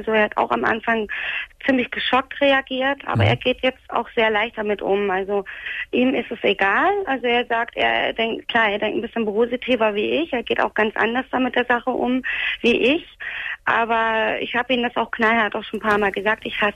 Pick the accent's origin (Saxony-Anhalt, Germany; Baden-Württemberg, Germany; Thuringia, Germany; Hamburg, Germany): Hamburg, Germany; Also ich komme ja aus Hamburg.